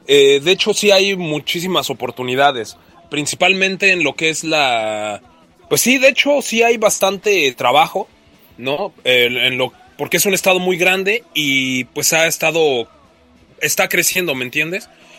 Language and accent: Spanish; Mexico City, Mexico; al escucharme mi acento y, ¿no? Y que ellos detectaban que venía de Ciudad de México o del DF